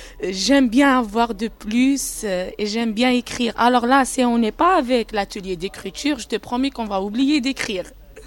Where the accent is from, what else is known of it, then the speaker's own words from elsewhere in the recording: Algeria; Je suis algérienne